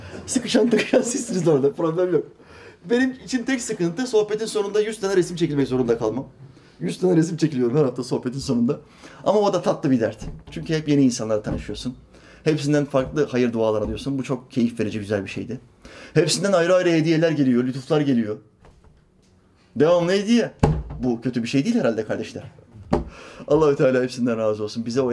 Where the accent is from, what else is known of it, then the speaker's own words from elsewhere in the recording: Norway; Bu arada ben Norveç'te doğdum, büyüdüm. Ama bizim memleket Makedonya Resne.